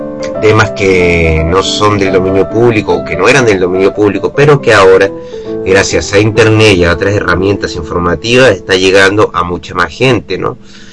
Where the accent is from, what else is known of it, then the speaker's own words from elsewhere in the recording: Venezuela; moved away; Yo crecí en Venezuela, donde un ambiente totalmente mágico